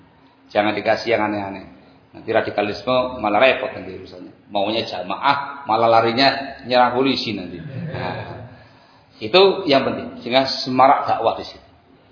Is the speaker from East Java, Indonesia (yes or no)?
yes; East Java, Indonesia; Saya susah ngomong bahasa Sunda, Pak, karena saya asli Jawa Timur.